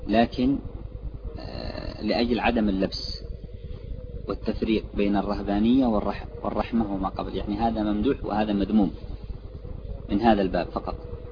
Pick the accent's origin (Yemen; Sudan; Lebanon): Yemen; هذا عندنا في اليمن أو في من هو حولها